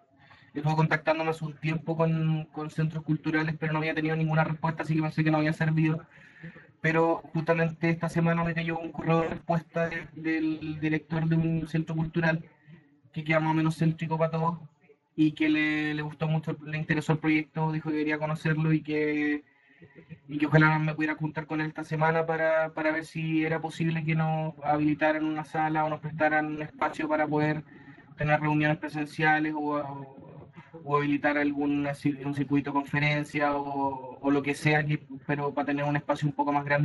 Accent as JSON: {"language": "Spanish", "town": "Concepción", "region": "Biobío", "country": "Chile", "said": "De Conce."}